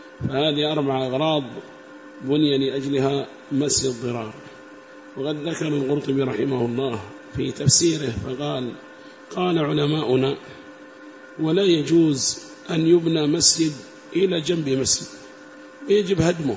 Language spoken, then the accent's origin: Arabic; Yemen; وأما عندنا في اليمن ربما صلوا تقية